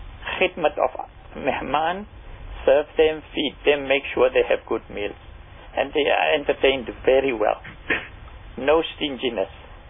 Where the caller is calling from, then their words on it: Roshnee, Gauteng, South Africa; I'm calling from Roshni.